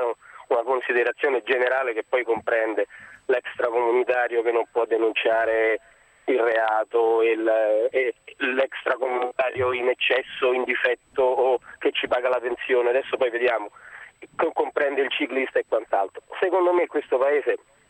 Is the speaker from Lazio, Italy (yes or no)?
yes; Rome, Lazio, Italy; born there; essendo nato a Roma, sono romano